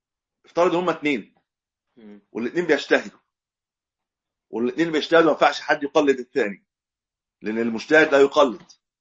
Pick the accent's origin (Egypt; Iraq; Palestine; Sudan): Egypt; ودايما القبله عندنا في مصر ما بين المشرق والمغرب